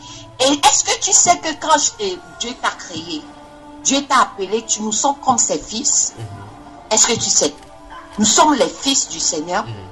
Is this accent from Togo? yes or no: yes; Togo; J'ai dit, je viens du Togo.